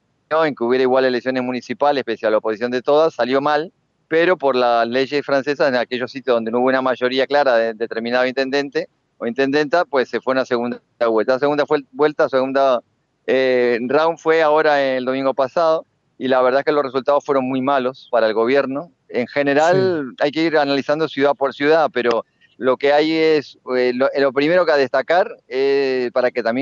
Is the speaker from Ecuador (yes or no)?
no; Uruguay; como uruguayos nos vamos a sentir cercanos